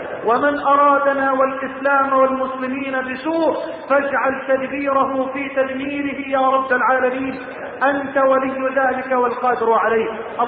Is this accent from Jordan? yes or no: no; Egypt; اللهم لا تحرم بلدنا مصر من الأمن والأمان،